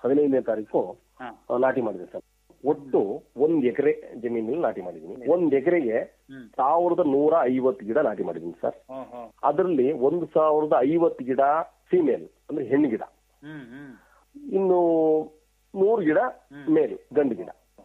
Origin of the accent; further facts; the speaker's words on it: Palya, Karnataka, India; ನನ್ನ ಸ್ವಂತ ಊರು ಬಂದು ಹಾಸನ ಜಿಲ್ಲೆ, ಆಲೂರು ತಾಲೂಕು ಪಾಳ್ಯ ಅಂತ ಹೇಳಿ ನನ್ನೂರು ಅಂತ. ಅಲ್ಲಿಂದ ನಾನು ಮದುವೆನ ಕುಶಾಲನಗರದಲ್ಲಿ ಮಾಡ್ಕೊಂಡೆ.